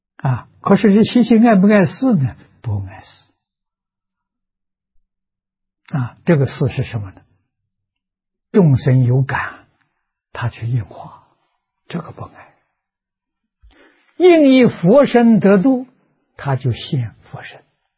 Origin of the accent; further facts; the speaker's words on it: China; 在毕波罗树下入定，啊，入更深的禅定，我们中国人所谓的大彻大悟，明心见性。